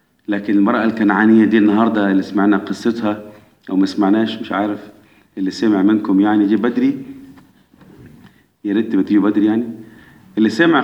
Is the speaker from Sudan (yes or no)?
no; Egypt; احنا كمصريين اولاد مين من احفاد نوح؟ اولاد مصرايم.